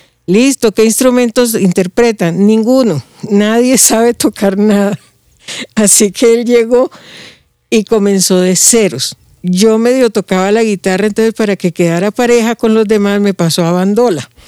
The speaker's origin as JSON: {"language": "Spanish", "town": "Barranquilla", "region": "Atlántico", "country": "Colombia", "said": "Yo soy costeña, sí. Yo soy de Barranquilla"}